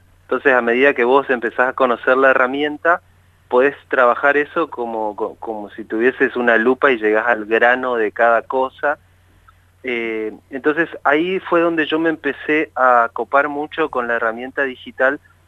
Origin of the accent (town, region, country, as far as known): Chaco, Argentina; moved away as an adult